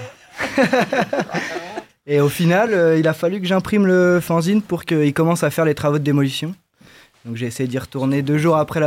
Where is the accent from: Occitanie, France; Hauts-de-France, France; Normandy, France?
Hauts-de-France, France; Marcq-en-Barœul; Moi je suis de Marc-en-Barœul, j'aime bien aller à Marc-en-Barœul.